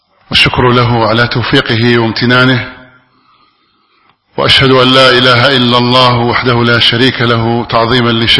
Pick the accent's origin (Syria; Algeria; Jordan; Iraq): Algeria; أن يحفظ بلادنا الجزائر مما أصيبت به من قبل